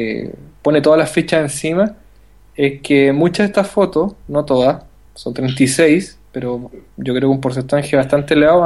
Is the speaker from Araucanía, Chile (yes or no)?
no; Santiago, Santiago Metropolitan Region, Chile; now in Valparaíso, Chile; yo soy de Santiago, o sea, ni siquiera soy de Valparaíso.